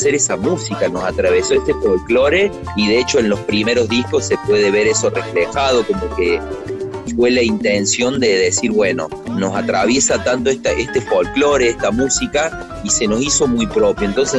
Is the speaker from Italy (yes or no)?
no; Córdoba, Argentina; somos una banda cordobesa, de cordobeses, en Córdoba, al sur del mundo, haciendo una música latinoamericana, cubana